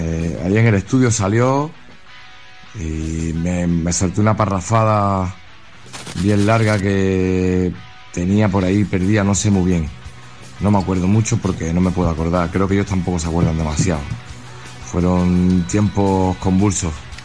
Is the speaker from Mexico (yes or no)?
no; Andalusia, Spain; accent: Sevillian; le hacía gracia también por mi acento así sevillano